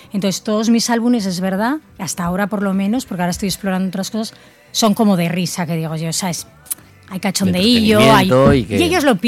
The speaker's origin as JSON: {"language": "Spanish", "town": "Zaragoza", "region": "Aragon", "country": "Spain", "said": "es la primera vez que publico con una editorial de Zaragoza, que ya me hacía ilusión publicar en mi tierra"}